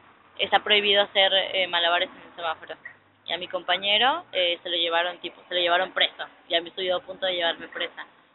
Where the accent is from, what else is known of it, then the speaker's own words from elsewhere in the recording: Mexico; De México.